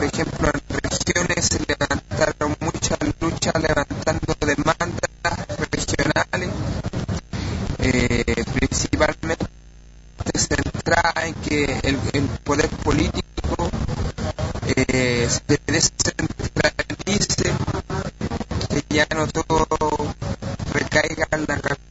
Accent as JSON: {"language": "Spanish", "country": "Chile", "said": "También rapeo solo como solista. Vengo de Chile, del pueblo de Chile."}